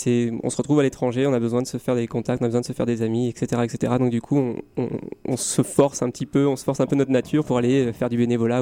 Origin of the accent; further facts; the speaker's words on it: Rennes, Brittany, France; J'avais entendu parler de ce groupe parce que je suis de Rennes, justement.